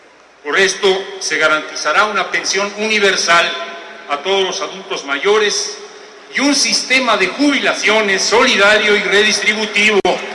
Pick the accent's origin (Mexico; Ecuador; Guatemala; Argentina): Mexico; la depresión que nos embarga como mexicanos